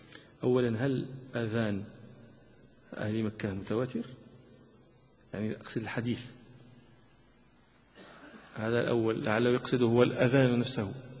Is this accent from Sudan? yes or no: no; Morocco; عندنا في المغرب شيء يسمى عمل أهل فاس